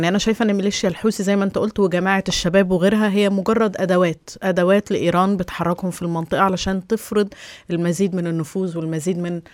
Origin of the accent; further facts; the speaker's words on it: Egypt; عندنا في مصر بيقولك ايه مثل كده شعبي بنقوله